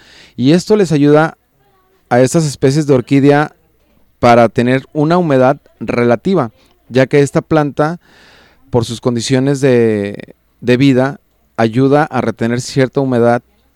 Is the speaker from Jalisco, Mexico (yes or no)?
yes; Juanacatlán, Jalisco, Mexico; nos están escuchando allá en Juanacatlán, mi pueblo querido. Y un saludo a toda la gente de Juanacaxle, mi rancho querido.